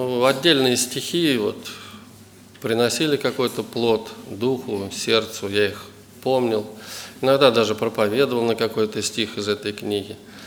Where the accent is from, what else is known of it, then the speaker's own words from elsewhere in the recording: Voronezh, Voronezh Oblast, Russia; я из Воронежа.